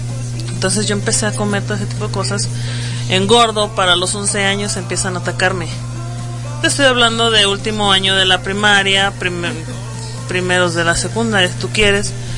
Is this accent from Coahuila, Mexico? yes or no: no; Morelos, Mexico; En lo personal yo también sufrí de obesidad infantil en una etapa de mi niñez, porque yo soy de Morelos, cuando llego aquí yo llegué delgada.